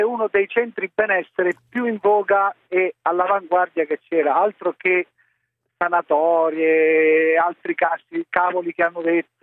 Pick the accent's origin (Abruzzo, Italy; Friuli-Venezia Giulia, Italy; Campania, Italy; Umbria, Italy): Abruzzo, Italy; Penne; born there; io sono nato a Penne e mia mamma è nata in Isola del Gran Sasso